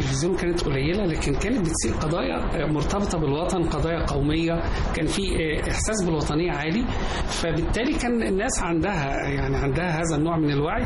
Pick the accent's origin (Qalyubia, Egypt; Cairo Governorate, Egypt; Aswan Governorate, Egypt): Qalyubia, Egypt; Shubra El Kheima; انا من شبرا الخيمه